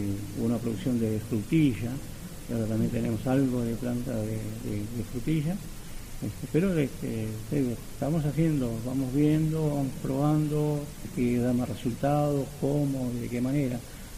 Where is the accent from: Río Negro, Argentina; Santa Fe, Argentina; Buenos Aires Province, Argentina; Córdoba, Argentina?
Buenos Aires Province, Argentina; Moreno; Yo soy de Moreno.